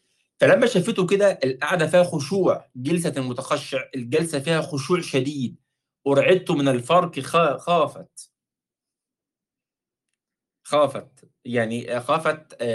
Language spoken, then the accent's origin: Arabic; Egypt; زي ما يسموه بقى عندنا في مصر، بنسميه شال يعني.